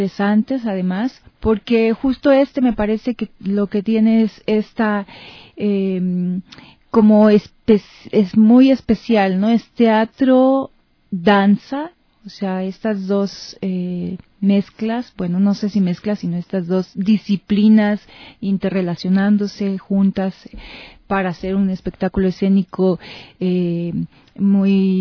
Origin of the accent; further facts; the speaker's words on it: Mexico; En mi país este proyecto pues tiene un apoyo, una beca de las instancias culturales en mi país